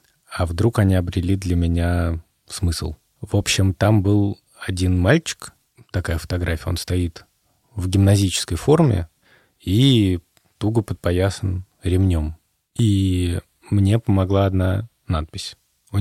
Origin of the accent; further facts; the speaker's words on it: Moscow, Russia; born there; почему я родился в Москве, если они жили в Риге и так далее